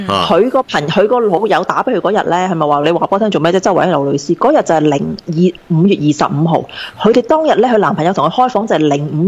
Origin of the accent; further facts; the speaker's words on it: Taiwan; 我話係啦，我台灣人實叫人去拜拜喎